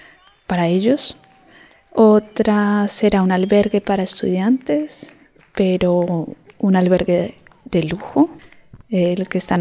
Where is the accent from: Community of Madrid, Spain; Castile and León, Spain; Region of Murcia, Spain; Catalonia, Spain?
Catalonia, Spain; Manresa; Tengo una relación muy larga con el Poblenou. Aunque me crié en Manresa, siempre venía aquí de chiquito. Vivía un barrio obrero, muy de barrio, con su parte industrial.